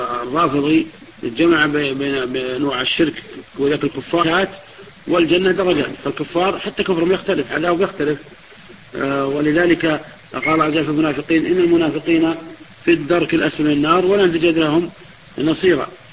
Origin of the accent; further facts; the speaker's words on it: Najd, Saudi Arabia; كما يقول العوام عندنا في نجد يقول خشته